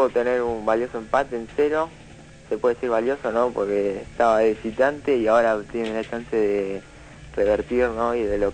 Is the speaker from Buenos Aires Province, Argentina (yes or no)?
yes; Florencio Varela, Buenos Aires Province, Argentina; Estamos lejos, ¿no? Soy de Florencio Varela.